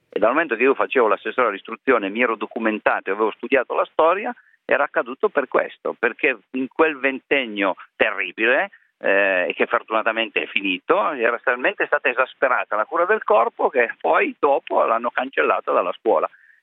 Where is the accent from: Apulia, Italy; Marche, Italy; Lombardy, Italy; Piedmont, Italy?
Piedmont, Italy; Alba; io sono di Alba, quelli di Alba come me